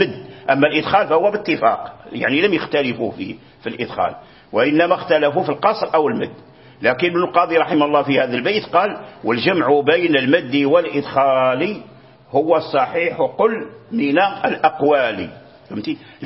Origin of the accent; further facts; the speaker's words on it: Fez, Fès-Meknès, Morocco; يعني بفاس عندنا بفاس وجرى به العمل